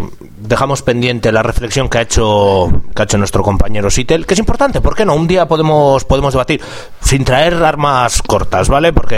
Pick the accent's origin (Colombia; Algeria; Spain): Spain; Burgos, Castile and León; Es que soy de Burgos, tío, de Gamonal.